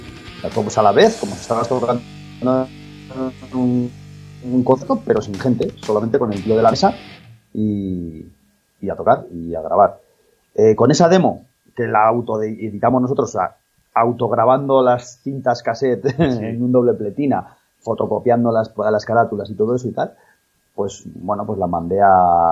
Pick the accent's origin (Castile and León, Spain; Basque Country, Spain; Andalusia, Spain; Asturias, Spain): Castile and León, Spain; Miranda de Ebro; yo soy de Miranda de Ebro, bueno, vivo en Miranda de Ebro actualmente y todos éramos de aquí, todos nos conocíamos.